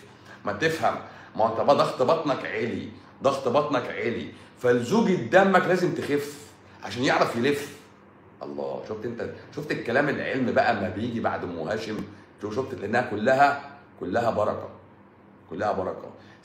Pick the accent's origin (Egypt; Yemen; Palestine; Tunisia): Egypt; احنا مصريين بقى حرف السين بيبقى تقيل، بقى تقيل على لساننا